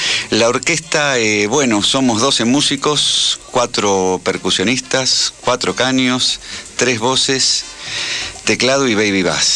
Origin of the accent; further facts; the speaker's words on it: Argentina; porque somos argentinos